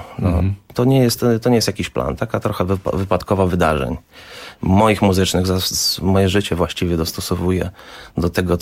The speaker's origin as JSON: {"language": "Polish", "town": "Warsaw", "region": "Masovian Voivodeship", "country": "Poland", "moved": "yes", "said": "Wyjechałem, tak jak mówię, 16 lat temu i już od pierwszych miesięcy tęskniłem za Warszawą. Jestem z Warszawy przede wszystkim."}